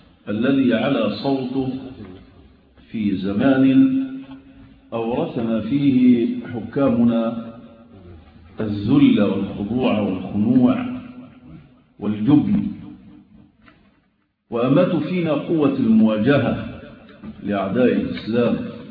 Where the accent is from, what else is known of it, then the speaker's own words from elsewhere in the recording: Egypt; وأتكلم عن بلدنا مصر